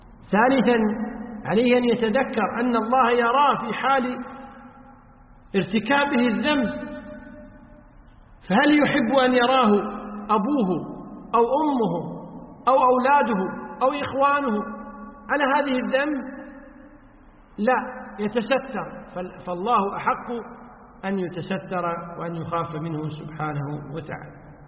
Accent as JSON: {"language": "Arabic", "country": "Kuwait", "said": "وقد صدر فتوى بهذا الشأن من وزارة الأوقاف عندنا في الكويت"}